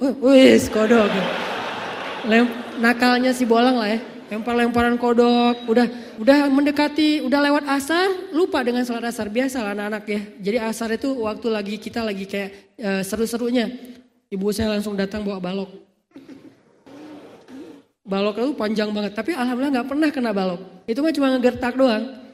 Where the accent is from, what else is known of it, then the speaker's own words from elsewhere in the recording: Aceh, Indonesia; Saya waktu kecil kan di Aceh itu rumah saya depan rumah laut, belakang rumah gunung.